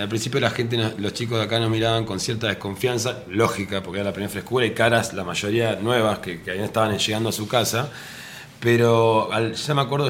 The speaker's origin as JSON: {"language": "Spanish", "town": "Santa Rosa", "region": "La Pampa", "country": "Argentina", "said": "Yo, por ejemplo, soy de Santa Rosa, de La Pampa"}